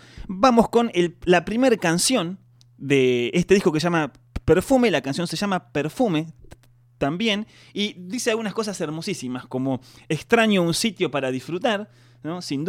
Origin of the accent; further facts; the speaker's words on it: Argentina; a nosotros como argentinos nos toca mucho